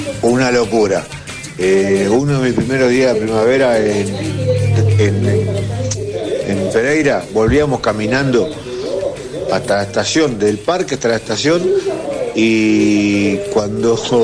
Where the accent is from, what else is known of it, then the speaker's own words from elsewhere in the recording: Quilmes, Buenos Aires Province, Argentina; de Quilmes.